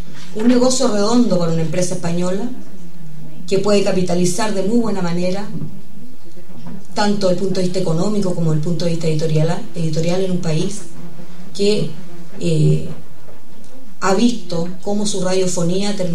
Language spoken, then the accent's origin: Spanish; Chile; Yo también tengo una radio y también soy afectada como chilena de esta concentración.